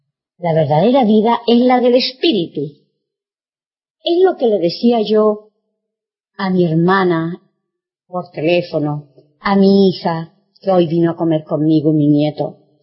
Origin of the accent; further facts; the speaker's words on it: Chile; no como cuando era niña y adolescente en Chile.